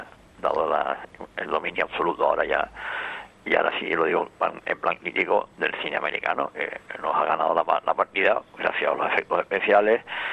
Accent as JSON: {"language": "Spanish", "region": "Canary Islands", "country": "Spain", "said": "Y sigo siendo español y sigo siendo canario."}